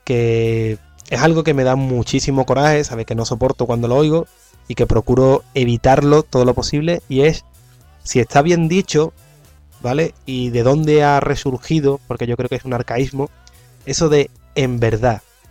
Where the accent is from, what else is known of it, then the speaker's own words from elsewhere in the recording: Valencian Community, Spain; yo soy valenciano